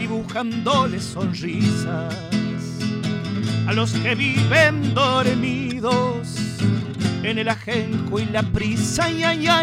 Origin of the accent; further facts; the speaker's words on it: Córdoba, Argentina; Entonces yo como cordobés y amador de esta Córdoba, porque la amo profundamente